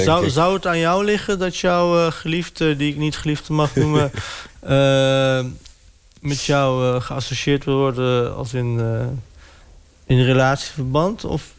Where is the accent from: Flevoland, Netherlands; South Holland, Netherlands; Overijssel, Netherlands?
Overijssel, Netherlands; accent: Sallands; ik heb een Sallands accent... Dus mensen denken altijd van, is die jongen verkouden of zo? Maar dat is gewoon omdat ik uit het oosten kom. Dus wij slikken wel eens een letter in. Zo lopen, zeggen wij dan.